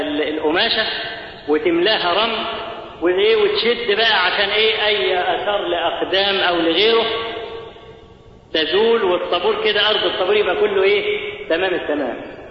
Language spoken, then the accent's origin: Arabic; Egypt; واحنا كمصريين اسد بالك اسد في الحاجات